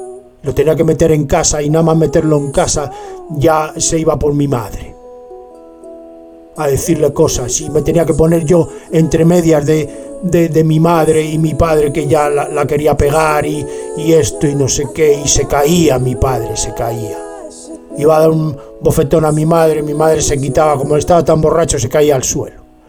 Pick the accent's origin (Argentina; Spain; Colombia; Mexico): Spain; Soy, claro que soy español, hombre. Me se nota. Además, es que me se nota. Me se nota que soy español. En cuanto me oís hablar, es español.